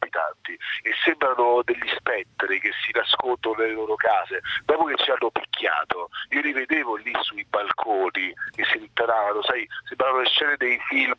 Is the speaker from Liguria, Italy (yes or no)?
no; Rome, Lazio, Italy; Per quanto mi riguarda spaventoso lo dico da romano.